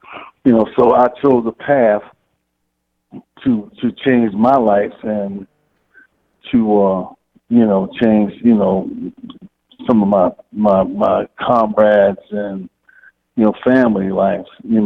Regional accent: Queens, New York, United States; also born or lived in Harlem; Oh, well, I was born in Harlem, raised in Queens, so I came up, you know, as a younger, you know, in the teenage years and, you know, the preteen years, you know, I came up in the 60s, basically.

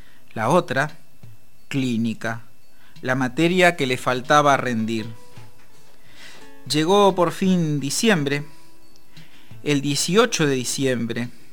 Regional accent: La Plata, Buenos Aires Province, Argentina; Yo soy platense y recién a mis 18 años conocí la vieja estación provincial.

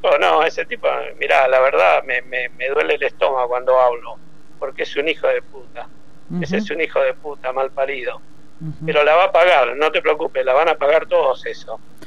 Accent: Argentina; yo soy muy nacionalista, ¿eh? Yo soy, para mí no hay como Argentina, y bueno, la verdad, le pasó eso en mi país, me duele.

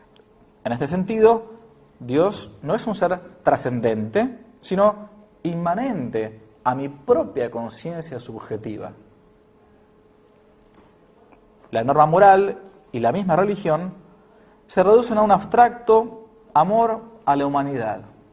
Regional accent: Argentina; en realidad era lo que uno ha mamado como argentino.

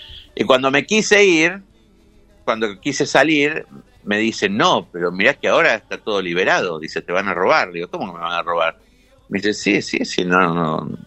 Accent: Montserrat, Buenos Aires, Argentina; Yo crecí muy cerca de ahí, yo crecí en Montserrat, mis abuelos vivían ahí en Chile.

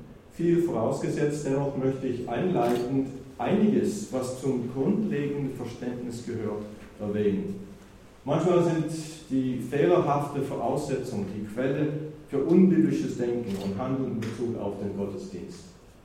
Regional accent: United States; moved away as an adult; now in Germany; ich komme ursprünglich aus den USA. Wir sind 79, ich und meine Frau nach Deutschland gekommen, als Gemeindegründer.

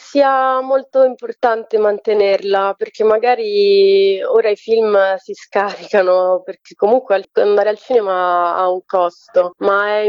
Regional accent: Domodossola, Piedmont, Italy; io sono di Domodossola

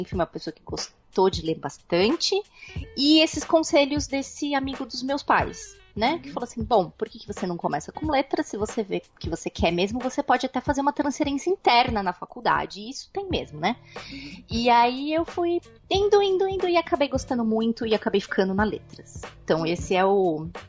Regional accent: São Paulo, Brazil; E eu só moro há quase um ano, ainda vou fazer um ano, daqui a um mês. Quase um ano no interior de São Paulo, mas eu sou nascida e criada aí em São Paulo.

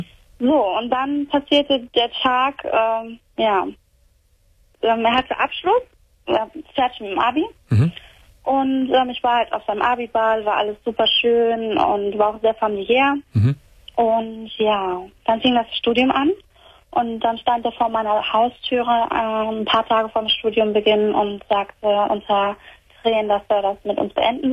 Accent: Croatia; Ich bin Kroatin.

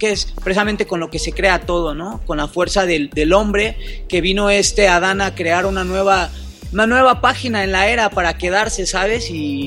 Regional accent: Mexico; nosotros somos mexicanos.

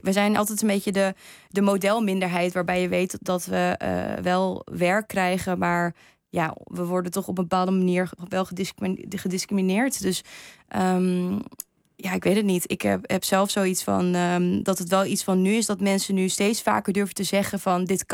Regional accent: Japan; als ik zei dat ik uit Japan kwam.

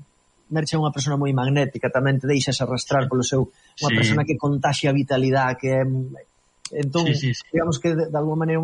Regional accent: Arteixo, Galicia, Spain; eu sempre digo que son de Arteixo a un lado

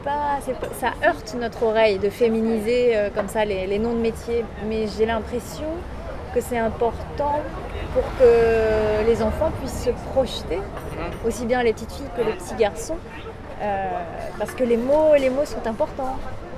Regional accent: East France, France; born there; now in Paris, France; Je suis née dans l'Est de la France.

